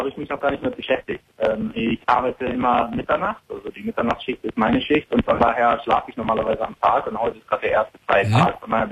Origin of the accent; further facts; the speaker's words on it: Bremen, Germany; moved away as an adult; now in United States; also ich bin gebürtig aus Bremen, ich bin nach dem Abitur hierher gezogen mit einer Green Card